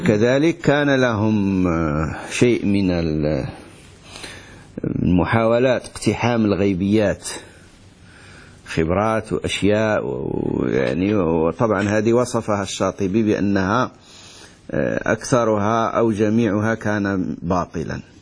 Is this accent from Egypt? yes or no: no; Morocco; احنا عندنا في المغرب الفلاحون يقولون المنازل، ما عرفش عندكم ماذا تسمى المنازل